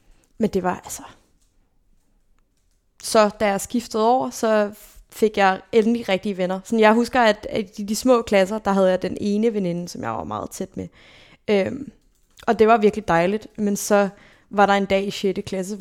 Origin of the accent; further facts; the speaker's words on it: Zealand, Denmark; also born or lived in Copenhagen; jeg blev født i København